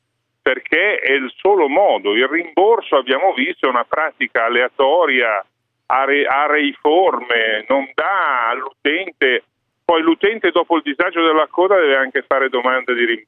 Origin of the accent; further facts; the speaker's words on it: Genoa, Liguria, Italy; io vengo da Genova, so bene che cosa ha voluto dire